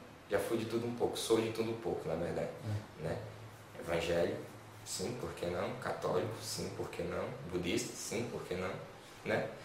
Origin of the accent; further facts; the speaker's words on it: Brazil; accent: paulista; o meu sotaque é mais próximo do pessoal paulista mesmo